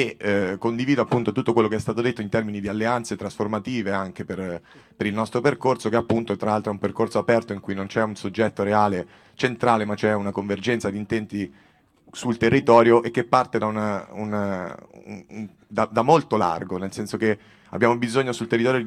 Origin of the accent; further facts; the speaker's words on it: Massa Carrara, Tuscany, Italy; vengo da Massa Carrara